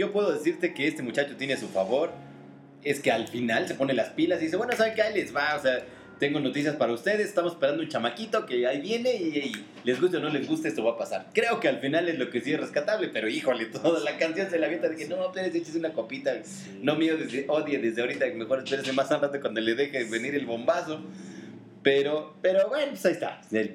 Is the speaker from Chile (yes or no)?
no; Mexico; somos celosos los mexicanos, es de nuestra música.